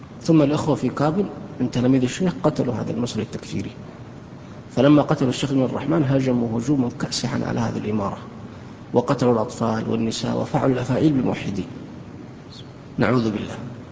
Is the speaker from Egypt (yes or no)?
no; Saudi Arabia; عندنا في السعودية